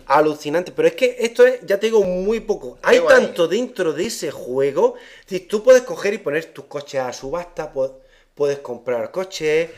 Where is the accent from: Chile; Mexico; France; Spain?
Spain; Te estoy diciendo lo español porque soy español.